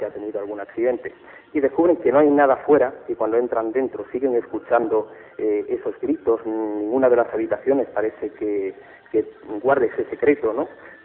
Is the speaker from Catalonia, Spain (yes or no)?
no; Málaga, Andalusia, Spain; Date cuenta que yo soy de Málaga, estoy en plena Andalucía